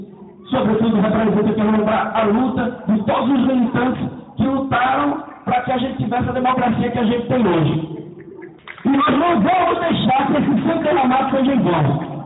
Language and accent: Portuguese; Brazil; Todos nós somos brasileiros